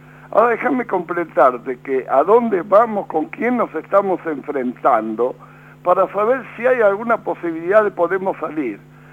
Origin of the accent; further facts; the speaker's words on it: United Kingdom; lo digo en inglés porque yo sabe que yo soy británico.